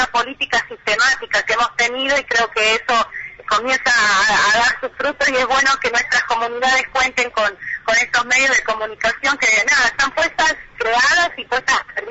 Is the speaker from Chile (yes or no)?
no; La Rioja, Argentina; todo el acompañamiento que hemos estado recibiendo como riojanos de todos los distintos puntos del país